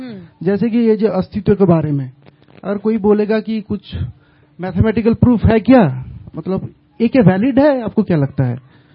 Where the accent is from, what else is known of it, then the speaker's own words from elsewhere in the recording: West Bengal, India; Hindi is a second language; मैं हिंदी भाषी नहीं हूं, मैं बांग्ला से हूं, मतलब वेस्ट बंगाल से